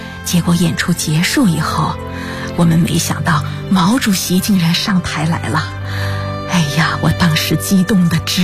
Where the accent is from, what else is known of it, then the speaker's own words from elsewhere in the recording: Jiangxi, China; 回到了我们江西老家